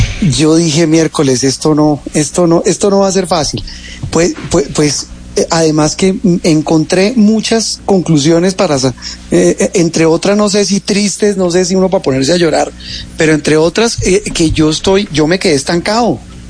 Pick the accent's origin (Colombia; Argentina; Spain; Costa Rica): Colombia; Bogotá; Yo soy más rolo que quién sabe